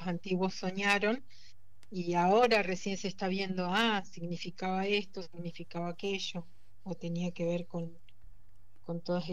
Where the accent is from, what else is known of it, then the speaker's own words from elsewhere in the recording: Esquel, Chubut, Argentina; con todo esto de la lucha en relación a la minería en Esquel, en la comunidad de Nahuelpan, que es de donde yo soy